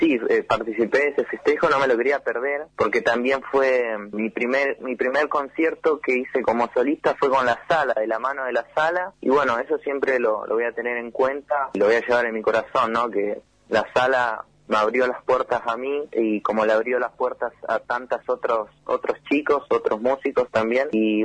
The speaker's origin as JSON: {"language": "Spanish", "town": "Bariloche", "region": "Río Negro", "country": "Argentina", "said": "Yo soy pianista, compositor de Bariloche, acá tengo 21 años."}